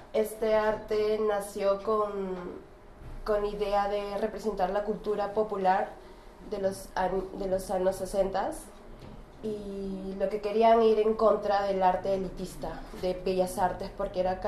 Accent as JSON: {"language": "Portuguese", "country": "Peru", "second_language": "Portuguese", "said": "sou de Peru, sou uma intercambista. Eu vou procurar falar em espanhol, português e inglês."}